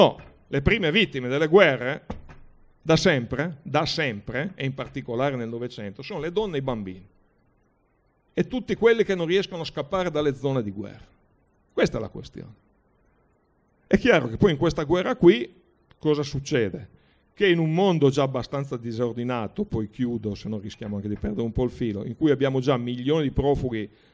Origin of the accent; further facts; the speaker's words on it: Brescia, Lombardy, Italy; Io vengo da Brescia.